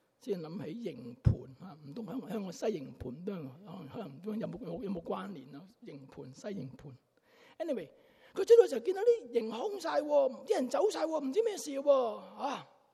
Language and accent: Chinese; China; 我们中国人很有意思的